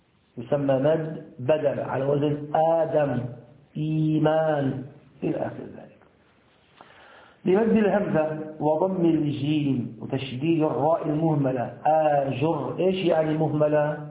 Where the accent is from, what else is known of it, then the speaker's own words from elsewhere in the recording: Syria; هذا البلوك عندنا في سوريا البلوك طري